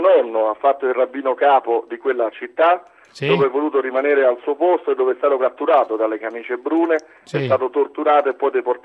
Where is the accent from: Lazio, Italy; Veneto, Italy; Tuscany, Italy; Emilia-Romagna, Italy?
Lazio, Italy; Rome; siamo romani e forse anche romanisti, se questo può temperare gli animi.